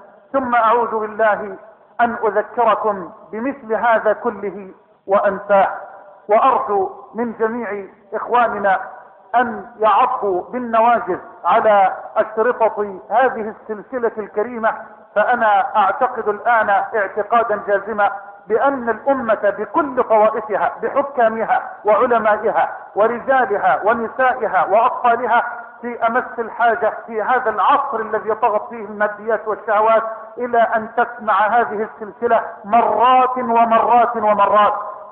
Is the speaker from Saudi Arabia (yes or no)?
no; Egypt; اللهم إنا نسألك أن تجعل بلدنا مصر واحة للأمن والأمان